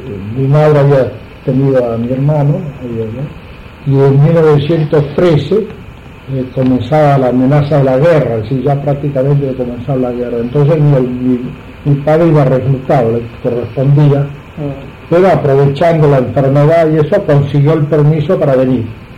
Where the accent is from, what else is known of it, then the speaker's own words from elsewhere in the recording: Argentina; born there; pocos meses después de yo llegar, 4 meses, nací acá en Argentina.